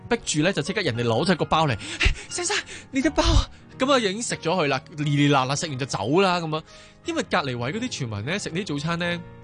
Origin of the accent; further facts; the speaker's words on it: Hong Kong; 我发觉作为香港人嘅我哋，真系有时系太急啦